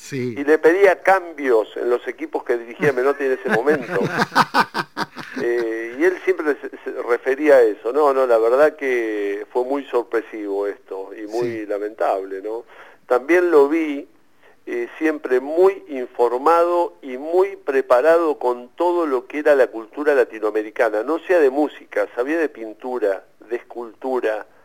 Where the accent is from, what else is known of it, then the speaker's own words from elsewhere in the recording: Ensenada, Buenos Aires Province, Argentina; Sí, de Ensenada vivo yo.